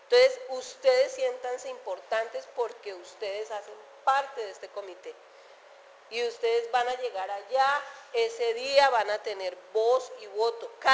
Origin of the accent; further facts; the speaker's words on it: Girardot, Cundinamarca, Colombia; also born or lived in Flandes; yo soy de Girardot? Pues yo nací en Flandes, pero de chiquita nos fuimos para Girardot y he vivido en Girardot.